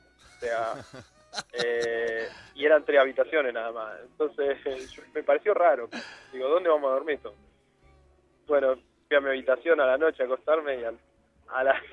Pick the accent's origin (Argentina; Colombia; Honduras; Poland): Argentina; soy de Argentina